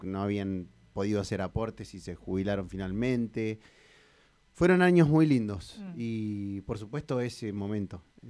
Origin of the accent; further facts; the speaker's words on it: Bahía Blanca, Buenos Aires Province, Argentina; born there; Yo nací en Bahía Blanca. Mis papás se habían ido a estudiar ahí. En realidad mi papá es nacido en Bahía Blanca también. Mi mamá es de Huatraché.